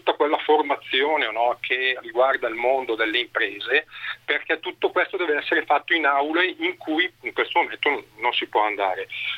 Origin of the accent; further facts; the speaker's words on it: Bergamo, Lombardy, Italy; Guarda, io do il dato di Bergamo, visto che sono di Bergamo.